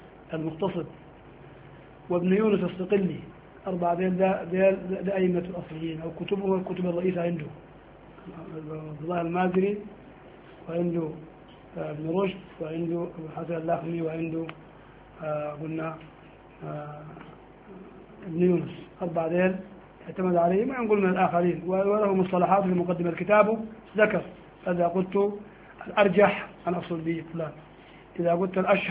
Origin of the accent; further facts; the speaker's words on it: Sudan; ونحن عندنا في السودان ده المذهب المعروف عند الناس